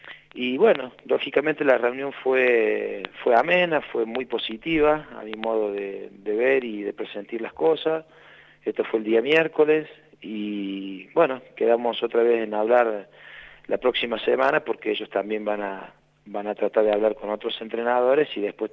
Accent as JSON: {"language": "Spanish", "region": "Córdoba", "country": "Argentina", "said": "Yo soy un cordobés medio raro, digamos."}